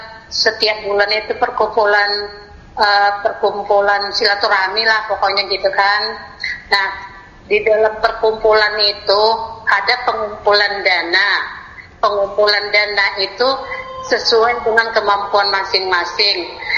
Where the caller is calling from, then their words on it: Depok, West Java, Indonesia; Saya dari Depok